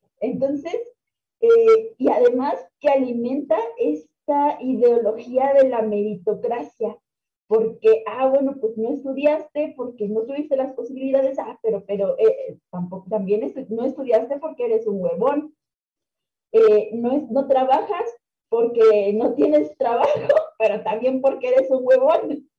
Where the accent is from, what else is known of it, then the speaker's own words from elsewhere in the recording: Mexico; en mi país, hemos visto crisis tras crisis tras crisis tras crisis y no hemos salido y no hemos conocido otra cosa más que crisis. Entonces, y neoliberalismo, porque desde los 80s y 90s en México se ha instaurado una idea